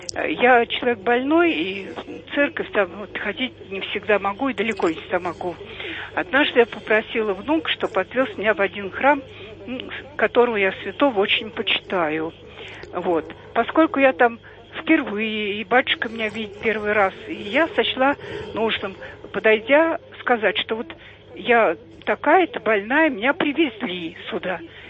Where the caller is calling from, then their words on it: Moscow Oblast, Russia; я из Подмосковья.